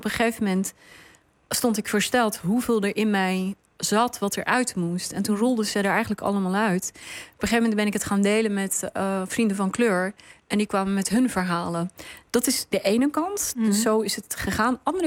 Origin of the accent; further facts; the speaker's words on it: Netherlands; ik ben ook deel van dit land, ik ben ook Nederlander, ik ook